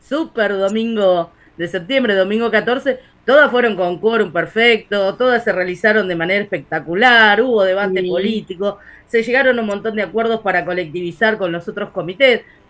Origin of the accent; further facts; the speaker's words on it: Montevideo, Uruguay; Pero a ver, yo que soy de Montevideo, se callan todos.